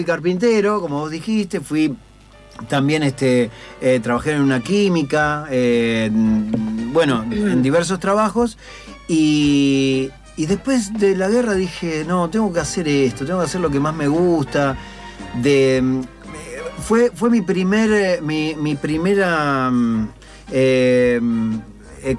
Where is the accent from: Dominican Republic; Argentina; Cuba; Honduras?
Argentina; Munro, Buenos Aires Province; Sí, fue muy raro, porque yo nací en Munro.